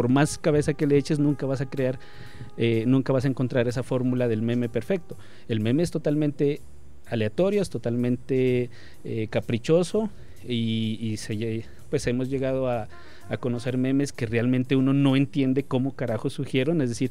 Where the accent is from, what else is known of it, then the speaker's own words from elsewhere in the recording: Pasto, Nariño, Colombia; Nos pasa incluso a nosotros, ¿sí? Como pastusos y como nariñenses.